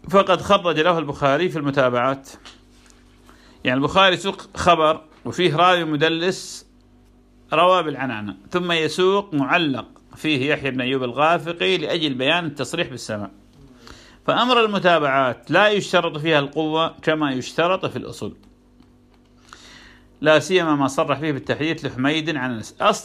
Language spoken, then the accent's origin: Arabic; Iraq; كان عندنا في العراق دكتور